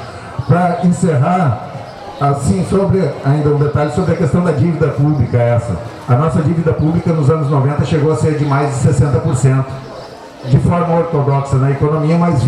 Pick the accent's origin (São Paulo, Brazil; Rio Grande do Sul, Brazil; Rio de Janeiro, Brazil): Rio Grande do Sul, Brazil; Eu sou do Rio Grande do Sul